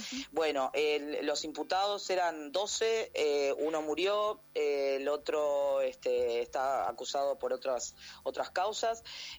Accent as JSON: {"language": "Spanish", "country": "Uruguay", "said": "y realmente en mi país en este momento está pasando montones de cosas."}